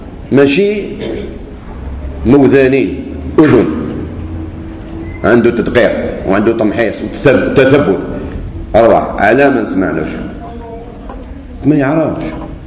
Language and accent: Arabic; Algeria; خاطر هو سعودي وأنا جزائري